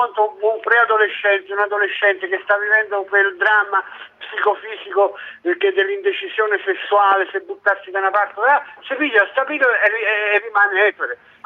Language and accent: Italian; Turin, Piedmont, Italy; sono di Torino